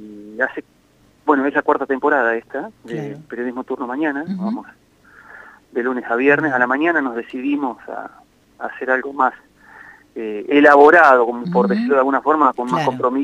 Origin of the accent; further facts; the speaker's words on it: Catriló, La Pampa, Argentina; tengo una relación que no he cortado con Catriló, que es mi pueblo natal, tengo mis padres allá.